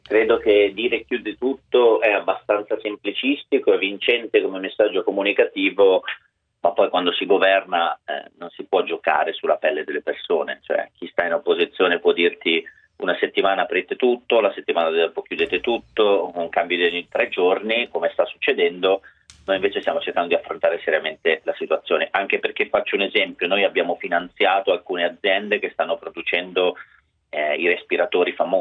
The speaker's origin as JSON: {"language": "Italian", "region": "Lombardy", "country": "Italy", "said": "io da Lombardo da un paio di settimane chiedo molta rigidità"}